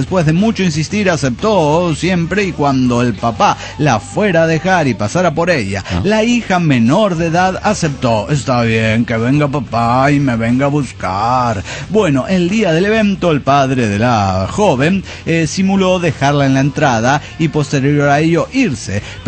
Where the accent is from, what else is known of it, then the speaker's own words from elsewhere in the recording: Bolivia; yo vengo de Bolivia, soy extranjero